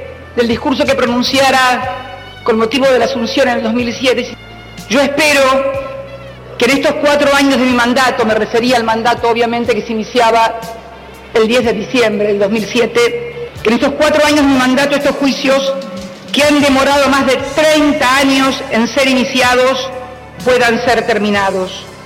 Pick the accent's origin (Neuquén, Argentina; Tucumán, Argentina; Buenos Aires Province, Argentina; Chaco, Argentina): Buenos Aires Province, Argentina; La Plata; como le decíamos nosotros los que somos de La Plata